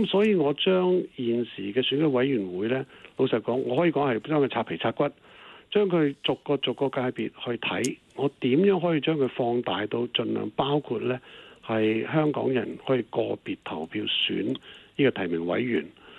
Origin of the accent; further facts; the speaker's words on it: Guangdong, China; 我們說十不離八九，我們廣東人就這麼說